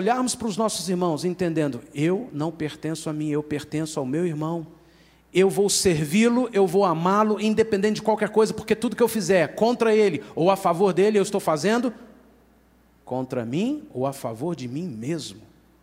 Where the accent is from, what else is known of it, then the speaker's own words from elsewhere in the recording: Minas Gerais, Brazil; Que povinho desconfiado somos nós mineiros.